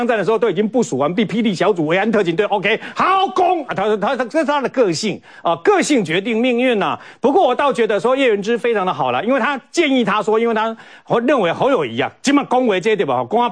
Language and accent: Chinese; Chiayi, Taiwan; 啊，我们都是嘉义人的